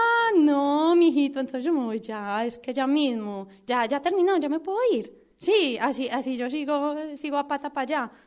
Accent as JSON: {"language": "Spanish", "country": "Colombia", "said": "Ay, sí, soy colombiana. Sí, se nota mucho. Ay, mira, tan charro. Yo pensé que ya no se notaba nada porque llevo mucho tiempo por aquí en el sur."}